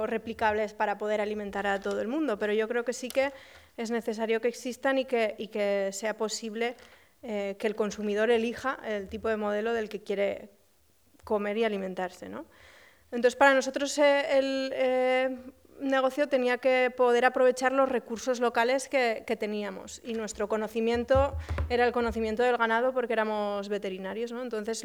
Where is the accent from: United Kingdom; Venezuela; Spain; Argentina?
Spain; Huesca, Aragon; aunque yo soy originaria de Huesca